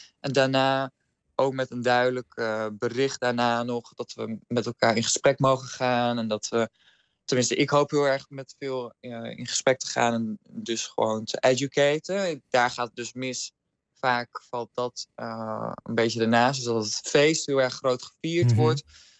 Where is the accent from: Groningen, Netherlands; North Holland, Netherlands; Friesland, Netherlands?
Friesland, Netherlands; Dus dat is het wat ik zelf als Fries in Kollum heb ervaren.